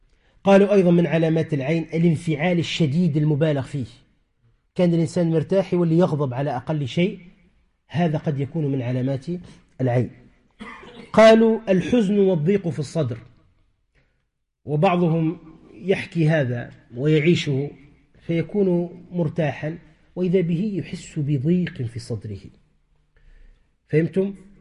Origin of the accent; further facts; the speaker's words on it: Tunisia; عندنا في تونس غالبا ماذا يقولون